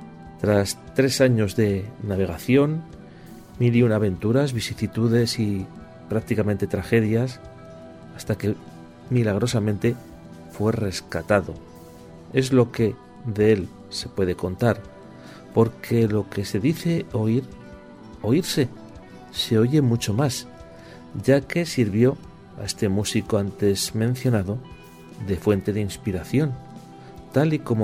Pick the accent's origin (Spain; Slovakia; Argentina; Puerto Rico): Spain; San Sebastián, Basque Country; born there; Sí, por algo nací en San Sebastián.